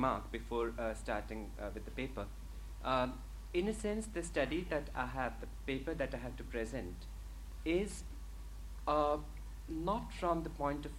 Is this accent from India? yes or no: yes; India; But I think as an Indian, cinema is something that you're born and brought up with, surrounded by.